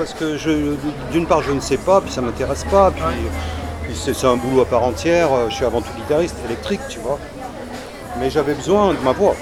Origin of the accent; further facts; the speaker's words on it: Saint-Étienne, Auvergne-Rhône-Alpes, France; born there; Je suis né à Saint-Étienne, c'est une ville centrale de la France.